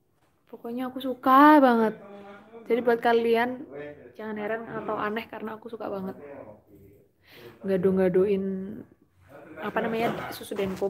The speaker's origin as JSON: {"language": "Indonesian", "region": "Java", "country": "Indonesia", "accent": "Javanese medok", "said": "iya, emang aku orang Jawa, jadinya medok banget"}